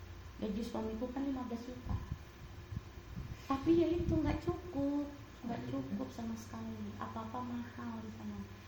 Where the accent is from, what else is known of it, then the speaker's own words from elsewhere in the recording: Bali, Indonesia; Dari kecil aku dari sini, makanya aku udah jadi warga Bali ya. KTP ku semua Bali.